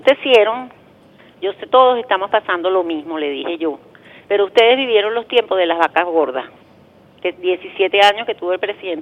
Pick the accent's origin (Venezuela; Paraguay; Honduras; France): Venezuela; born there; Porque yo nací aquí en Venezuela y aquí me quiero morir. Yo amo mi país.